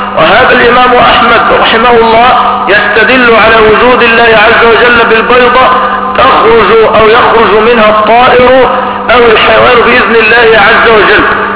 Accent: Egypt; لا عندنا في مصر كم واحد؟ ثلاث.

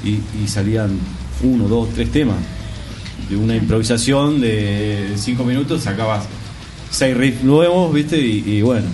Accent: José C. Paz, Buenos Aires Province, Argentina; Nosotros somos de José C. Paz.

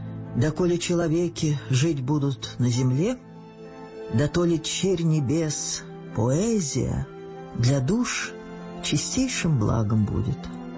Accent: Moscow, Russia; Я москвичка, родилась в Москве. Все мои предки жили в Москве. Очень люблю этот город.

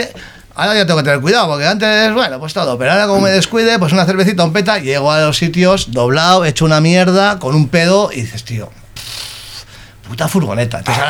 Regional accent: Bilbao, Basque Country, Spain; yo me criaba en la grada de San Mamés y soy de San Ignacio

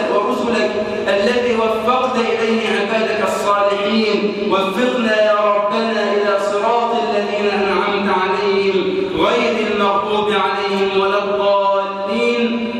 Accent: Egypt

